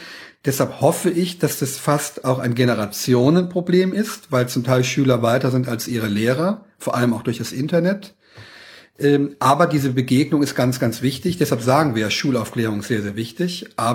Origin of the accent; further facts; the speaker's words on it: Saarland, Germany; Und ich stamme aus dem Saarland, bin mit Leib und Seele Saarländer